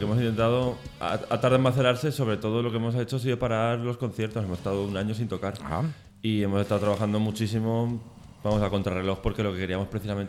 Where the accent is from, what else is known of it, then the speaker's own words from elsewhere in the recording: Valencia, Valencian Community, Spain; Nosotros venimos de Valencia, que ahí entre semana no hay nada.